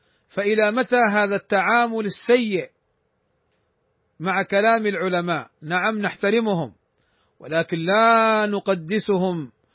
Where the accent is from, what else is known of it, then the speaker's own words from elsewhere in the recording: Saudi Arabia; والقضاء عندنا في المملكة العربية السعودية